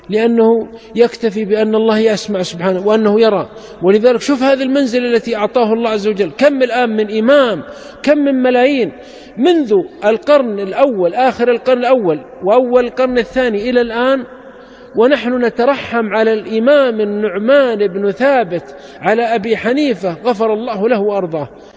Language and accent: Arabic; Saudi Arabia; وعندنا في السعودية حنابلة